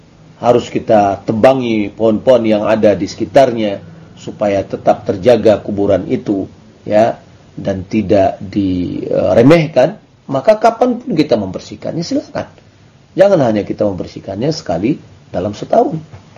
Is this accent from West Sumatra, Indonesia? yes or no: yes; Dharmasraya, West Sumatra, Indonesia; berasal dari Damasraya.